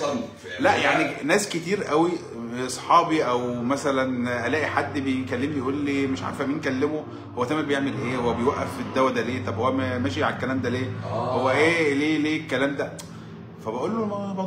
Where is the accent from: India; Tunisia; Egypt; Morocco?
Egypt; انا راجل مصري